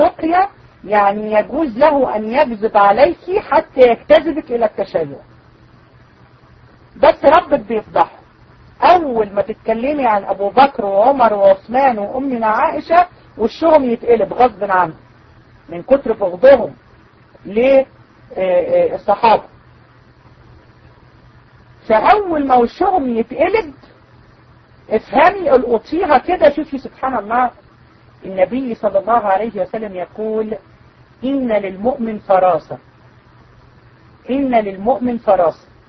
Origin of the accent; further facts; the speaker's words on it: Egypt; اللي منتشرة عندنا في مصر والعياذ بالله